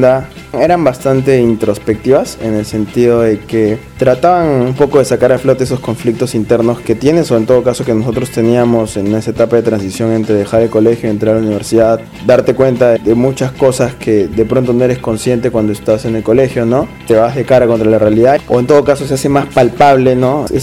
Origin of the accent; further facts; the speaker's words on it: Tacna, Peru; also born or lived in Arequipa; si bien es cierto somos de Tacna, pero nace en la ciudad de Arequipa, porque en ese momento el baterista y yo vivíamos allá.